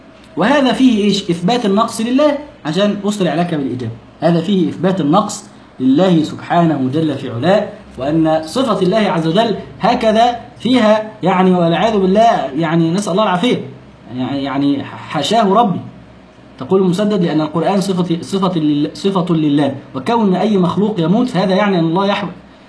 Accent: Egypt; يعني عندنا في مصر يسمونها لدغة

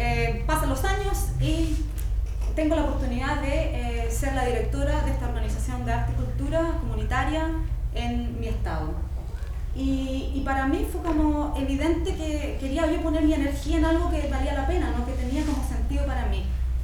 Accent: Chile; moved away; una de las cosas que hice al principio fue como afirmar mi posición como chilena, como latinoamericana, en un contexto en que no, la gente no sabe

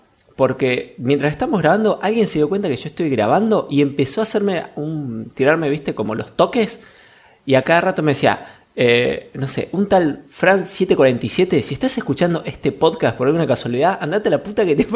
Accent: Allen, Río Negro, Argentina; now in Neuquén, Argentina; soy originalmente de Río Negro, soy nacido y criado en la ciudad de Allen, donde se vende la merca más rica de todo el Alto Valle

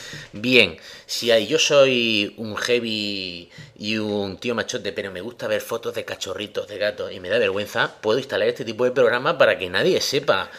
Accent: Murcia, Region of Murcia, Spain; ¿cómo me compro yo esto si yo soy un españolico de Murcia, que es peor todavía?

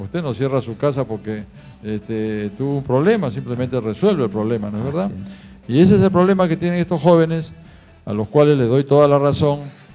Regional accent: La Punta, Callao, Peru; Son muchos, porque desde que nací vivo en La Punta.

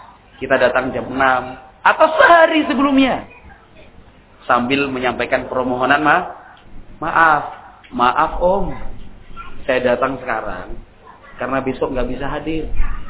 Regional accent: Java, Indonesia; Wah, kita orang Jawa enggak ada silsilah seperti itu.

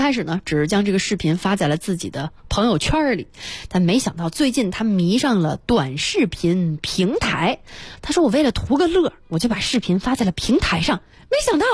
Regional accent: Beijing, China; 咱们北京人、中国人

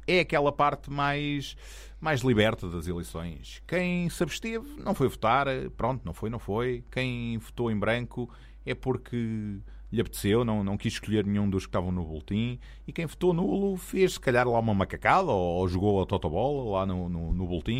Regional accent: Lisbon, Portugal; now in Odivelas, Portugal; Eu que sou daqui de Lisboa e estou em Odivelas, estou aqui a transmitir de Odivelas

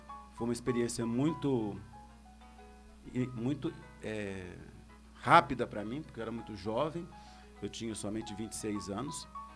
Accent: Uberaba, Minas Gerais, Brazil; moved away as an adult; now in Foz do Iguaçu, Brazil; Eu sou natural de Uberaba.

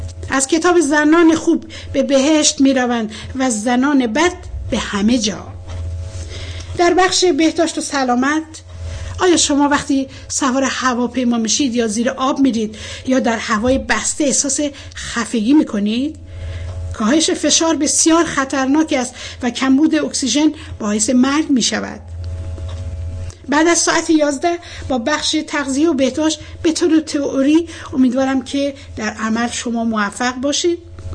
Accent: Iran; در کمال بیطرفی به عنوان یه ایرانی پایبند به اصول اخلاقی انسانی تعیین میکنم

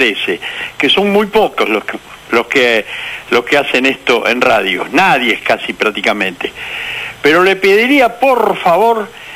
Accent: Lugo, Galicia, Spain; Pero no, yo soy gallego, yo soy de Lugo.

